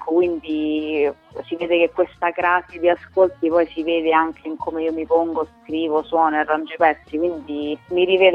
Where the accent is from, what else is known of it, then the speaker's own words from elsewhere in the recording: Rome, Lazio, Italy; born there; io sono nata a Roma